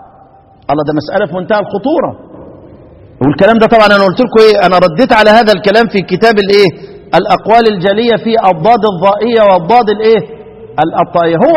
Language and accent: Arabic; Egypt; انما هي بتاعتنا احنا كمصريين